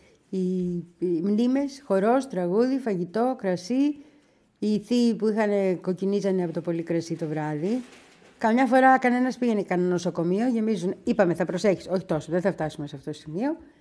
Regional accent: Petroupoli, Attica, Greece; Θυμάμαι πάντως όταν ήμουν μικρή στην Πετρούπολη

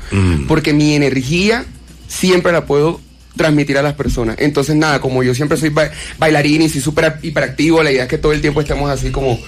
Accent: Barranquilla, Atlántico, Colombia; De Barranquilla.

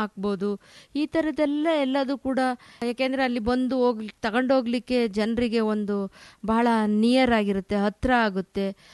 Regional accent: Hosadurga, Karnataka, India; ನಮ್ಮ ಹೊಸದುರ್ಗ ತಾಲೂಕಿನ ಸಿರಿಧಾನ್ಯದ ತವರೂರು

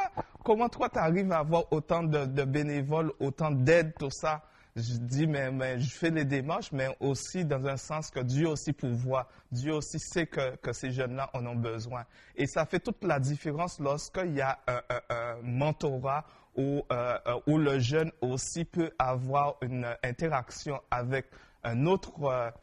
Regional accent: St. Martin; Parce que je viens de l'île de Saint-Martin, ça me fait penser à la plage.

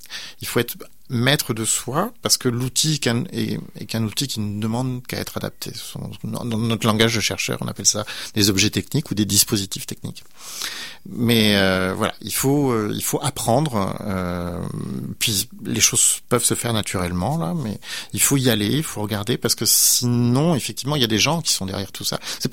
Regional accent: France; moved away; moi, je viens de France, je suis immigrant français.

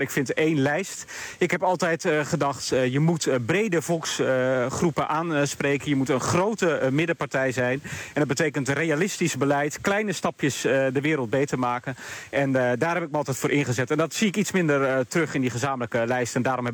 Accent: Groningen, Netherlands; Ik kom zelf uit Groningen, kom veel in Emmen, in Veendam, in Stadskanaal.

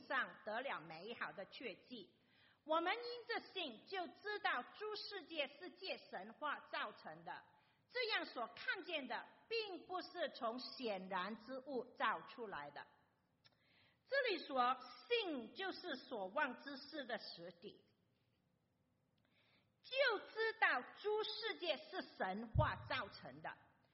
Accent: Malaysia; 可能你们听我说普通话的时候也知道我不是中国人，不是中国来的中国人我是马来西亚来的中国人

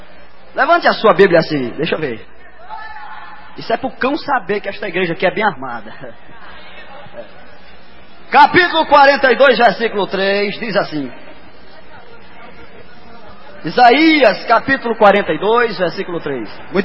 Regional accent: Ceará, Brazil; eu sou de uma região lá do Nordeste e sei muito bem o que é um pavio, porque eu sou da roça lá do Nordeste do Ceará e morava lá no meio da roça. E lá não tem energia elétrica não, viu? Era na base da lamparina.

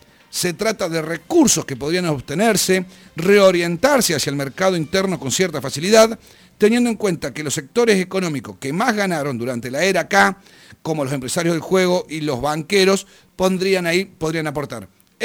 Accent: Argentina; como consumidores, como argentinos

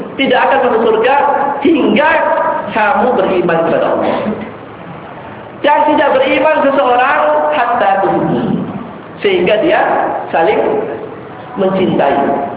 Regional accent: West Nusa Tenggara, Indonesia; Kalau antum ke daerah saya di sana di Sasak itu masih terlihat peristiwa ini

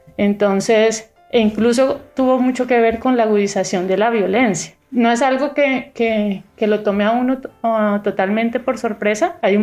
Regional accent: Colombia; now in Granada, Spain; he estado muy conectada no solamente con mi ciudad de origen, sino también con diferentes ciudades de las que provienen o venimos la mayoría de colombianos que migramos hacia España y hacia Granada.

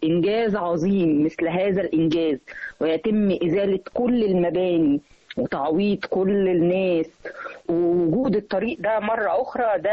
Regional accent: Egypt; ونقول احنا مصريين.

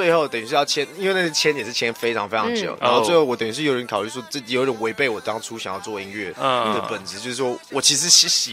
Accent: Taipei, Taiwan; also born or lived in Los Angeles, United States; 我是在台湾长大的，我是从 LA 出生之后，大概一两岁之后就回来台湾

